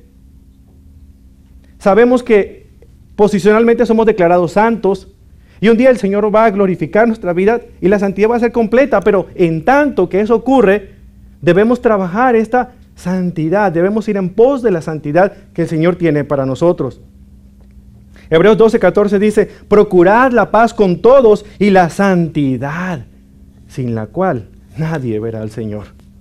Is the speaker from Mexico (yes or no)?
yes; Mexico; moved away; hace unos 2 años visité mi ciudad natal en México.